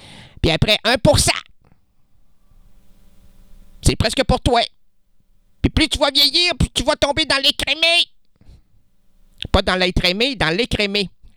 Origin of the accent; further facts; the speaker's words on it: Quebec, Canada; Tu sais, moi au moins, je suis québécois. Je suis content d'être québécois